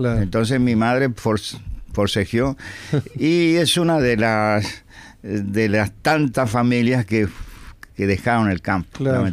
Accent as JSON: {"language": "Spanish", "town": "Cruz de San Pedro", "region": "Rivera", "country": "Uruguay", "said": "Yo soy del campo. Yo, ajá, soy de Rivera, pero del campo."}